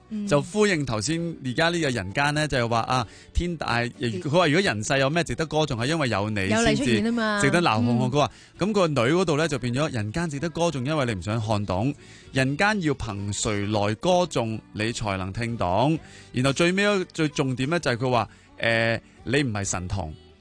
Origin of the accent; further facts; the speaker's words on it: Hong Kong; 我谂对我哋香港人嚟讲，呢只歌最有共鸣嘅